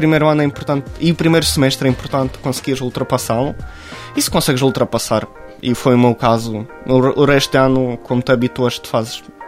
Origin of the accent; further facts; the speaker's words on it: Ukraine; born there; Portuguese is a second language; o território onde eu nasci já está ocupado pela Rússia.